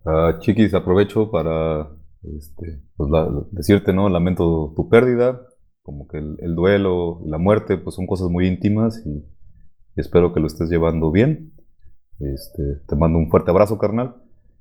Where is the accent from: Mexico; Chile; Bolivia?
Mexico; Bueno, soy de mi país, sonó medio feo, pero pues, qué está pasando aquí en el territorio mexicano o en esta región